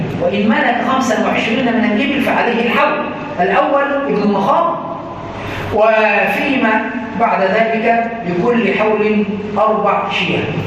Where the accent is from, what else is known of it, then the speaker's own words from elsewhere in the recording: Upper Egypt, Egypt; يعني مثلا عندنا في الصعيد كله